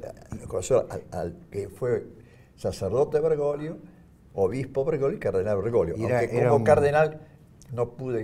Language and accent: Spanish; Buenos Aires, Argentina; Yo diría que porteñas. Yo soy porteña, claro.